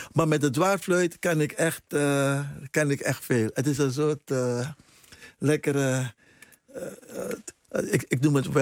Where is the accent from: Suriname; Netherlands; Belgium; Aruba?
Suriname; Paramaribo; Maar in mijn jeugd in Paramaribo, dat was één gezellige boel.